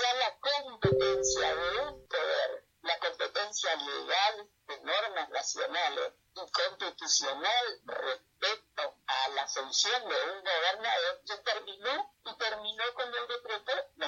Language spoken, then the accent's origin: Spanish; Chaco, Argentina; porque yo soy chaqueña, nací en el Chaco, me eduqué en el Chaco y trabajé en el Chaco en el tema de la justicia administrativa.